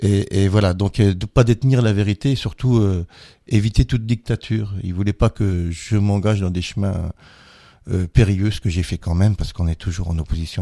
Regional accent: Grand Est, France; comme on est lorrain

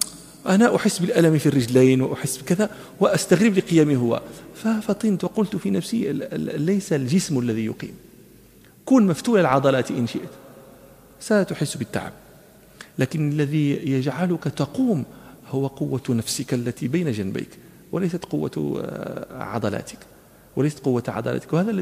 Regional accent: Morocco; ونحن في التراويح عندنا في المغرب

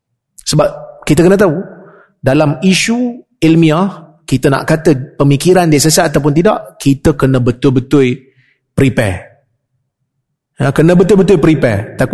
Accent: Perak, Malaysia; Saya orang Perak. Perak pun tak boleh.

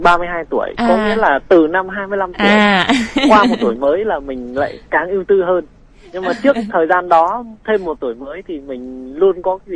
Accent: Ninh Binh, Vietnam; accent: Northern Vietnamese; now in Đồng Nai, Vietnam; Đúng rồi, mình quê ở Ninh Bình.

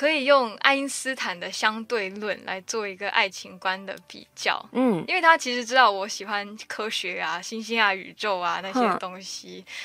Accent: Singapore; 因为我是新加坡人嘛，我不是英语那个英语系的国家

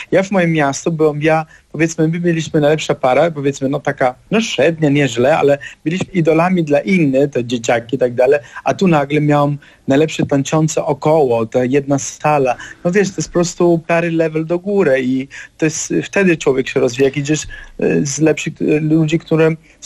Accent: Germany; Polish is a second language; now in Poland; Ja się wychowałem w Niemczech, jestem synem imigrantów z Sycylii

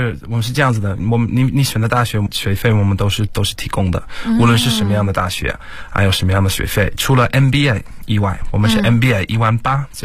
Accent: South East England, United Kingdom; Chinese is a second language; now in China; 我来自英国肯特郡，在中国差不多已经要七年左右。

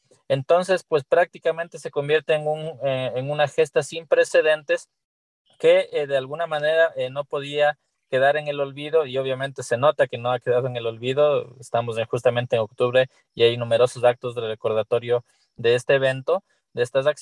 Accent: Ecuador; el contexto tan dramático que hemos tenido que vivir como humanidad y como pueblo ecuatoriano

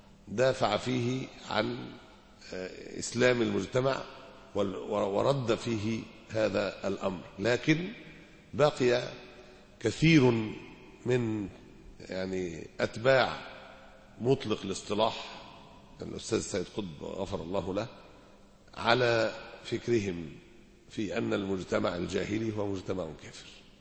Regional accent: Alexandria, Alexandria Governorate, Egypt; احنا دلوقتي عندنا في اسكندرية

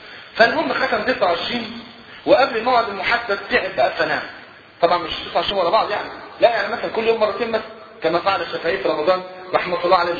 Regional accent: Egypt; والحمد لله المواتير اللي عندنا في مصر شغاله تمام

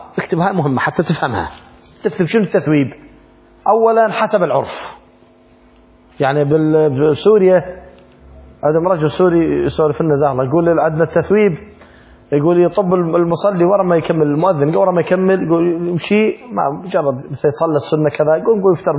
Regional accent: Iraq; أما عندنا بالعراق احنا نسوي الصلاة والسلام عليك

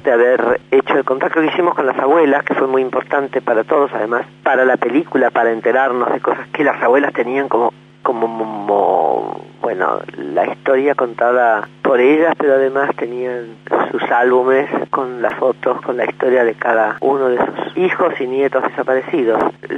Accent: Argentina; nuestra historia y nuestra vida como argentinos

